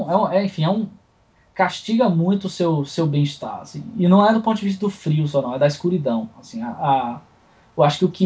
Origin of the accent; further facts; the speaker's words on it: Salvador, Bahia, Brazil; porque eu sou de Salvador, que é, eu posso dizer que eu acho que é o lugar mais africano fora da África do mundo.